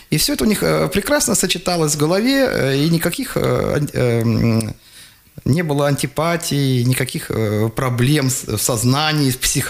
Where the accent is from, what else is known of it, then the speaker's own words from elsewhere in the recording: Kemerovo Oblast, Russia; я родом из Горной Шории, то есть это, что такое Горная Шория? Это юг Кузбасса